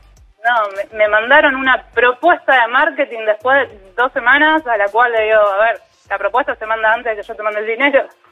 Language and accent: Spanish; Rosario, Santa Fe, Argentina; que yo soy de Rosario